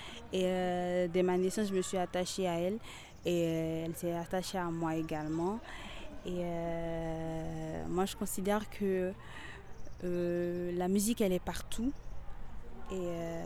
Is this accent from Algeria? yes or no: no; Haiti; Je viens d'Haïti, donc c'est dans les Caraïbes.